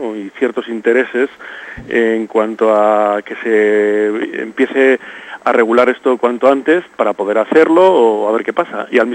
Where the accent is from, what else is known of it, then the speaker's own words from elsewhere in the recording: Loredo, Cantabria, Spain; Yo soy de Loredo, de la zona de Ribamontana al Mar, y bueno, allí, bueno, a pesar de mi apellido y a pesar de que trabajo en Navarra